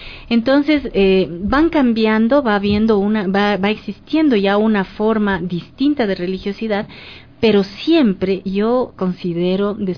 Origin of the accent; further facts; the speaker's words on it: Riobamba, Chimborazo, Ecuador; Sí, yo soy de Riobamba.